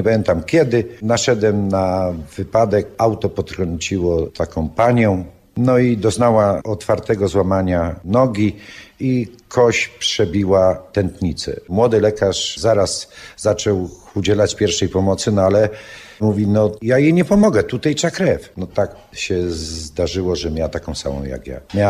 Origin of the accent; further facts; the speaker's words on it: Tarnów, Lesser Poland, Poland; Ja pochodzę z Tarnowa